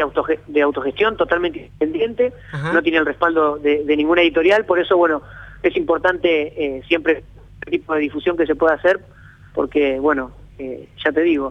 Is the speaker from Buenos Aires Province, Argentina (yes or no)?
yes; La Plata, Buenos Aires Province, Argentina; Sobre todo nosotros que somos platenses, ¿no? Que nos gusta saber sobre todo lo que pasó acá